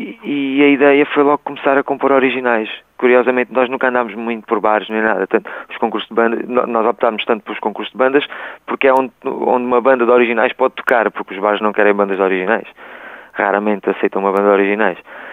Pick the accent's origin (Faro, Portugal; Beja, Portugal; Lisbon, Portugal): Faro, Portugal; Vila Real de Santo António; eu e o Mário Sousa somos de Vila Real, que é ali ao lado.